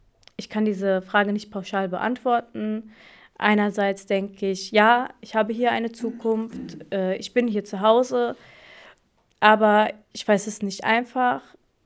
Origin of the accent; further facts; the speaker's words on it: Germany; also born or lived in Morocco; zwischen meiner Heimat Deutschland und meiner Heimat Marokko. Ich sitze gewissermaßen zwischen zwei Stühlen und beide Länder sind Teil meiner Identität